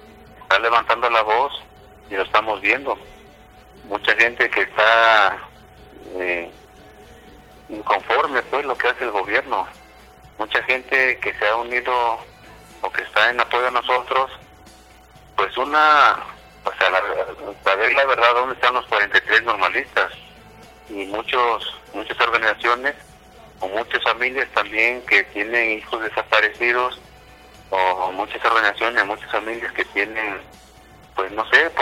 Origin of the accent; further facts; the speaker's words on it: Guerrero, Mexico; soy originario de Tizca de Guerrero.